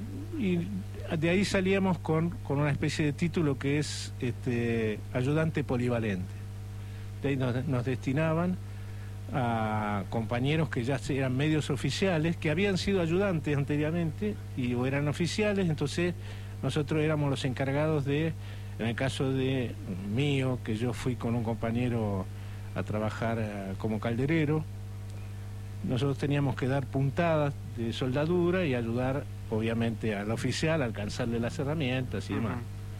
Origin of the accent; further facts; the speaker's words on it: San Fernando, Buenos Aires Province, Argentina; yo soy de San Fernando, nacido y criado aquí.